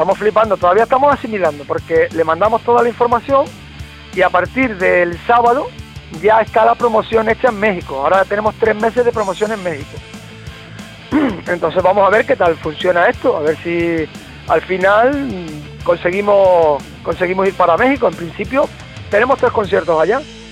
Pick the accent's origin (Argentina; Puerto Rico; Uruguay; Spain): Spain; Barcelona, Catalonia; moved away as an adult; yo vengo de Barcelona, yo desde el 77 hasta el 87, que vine a hacer servicio militar, que luego estuve en Barcelona 3 años más y me vine para acá en el 92.